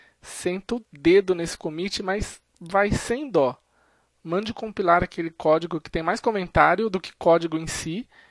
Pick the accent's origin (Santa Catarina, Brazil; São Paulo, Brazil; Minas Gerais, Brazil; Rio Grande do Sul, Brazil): São Paulo, Brazil; Sorocaba; Sou aqui de Sorocaba, interior de São Paulo.